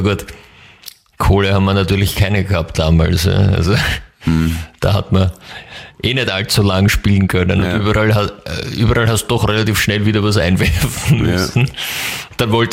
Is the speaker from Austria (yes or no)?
no; England, United Kingdom; German is a second language; Aber als Engländer.